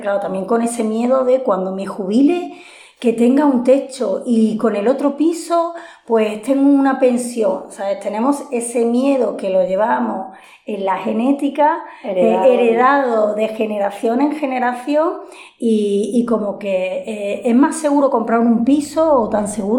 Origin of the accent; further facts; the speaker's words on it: Spain; española, me genera mucha rabia, pero sobre todo me genera muchísima vergüenza.